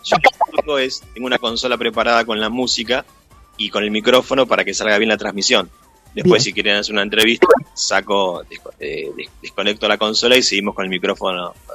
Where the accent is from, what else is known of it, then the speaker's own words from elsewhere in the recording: Buenos Aires Province, Argentina; now in Castelar, Argentina; les agradezco por la invitación, está buenísimo. Yo soy de Zona Sur, viví toda mi vida ahí y ahora me mudé a Castelar hace más de 20 años.